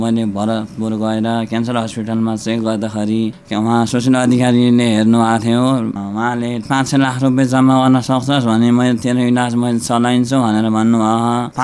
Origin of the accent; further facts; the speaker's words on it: Gulmi, Lumbini Province, Nepal; हस्तिचौर 6 गुल्मी, तारा झिनेटा हो मेरो घर।